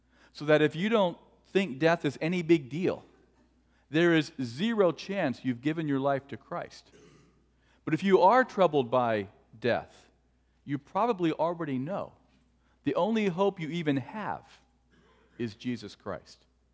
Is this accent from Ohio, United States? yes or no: yes; Cleveland, Ohio, United States; In fact, growing up in Cleveland, Cleveland sports is my number one argument for God's existence.